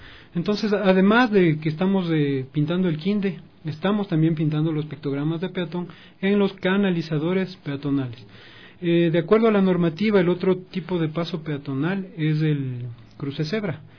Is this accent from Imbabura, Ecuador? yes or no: no; Quito, Pichincha, Ecuador; Somos quiteños, somos cordiales.